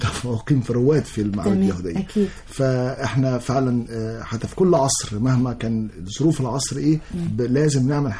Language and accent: Arabic; Egypt; بس احنا عندنا في مصر مناطق